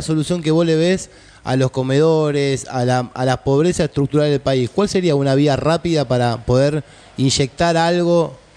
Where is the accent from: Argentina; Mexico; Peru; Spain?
Argentina; Paso del Rey, Buenos Aires Province; porque yo soy de provincia como vos, yo sabés que soy yo de Paso de Rey